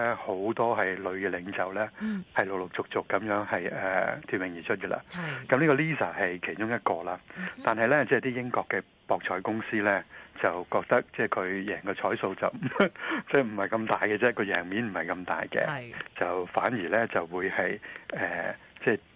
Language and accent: Cantonese; Hong Kong; 咁我哋香港人都有啲應該有啲記憶嘅，就叫做 OBE